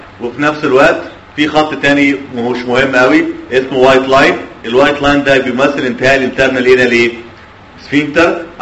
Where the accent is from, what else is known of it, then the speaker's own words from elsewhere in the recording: Cairo, Cairo Governorate, Egypt; لما عندنا في القاهره احنا هايلي سبيشاليز.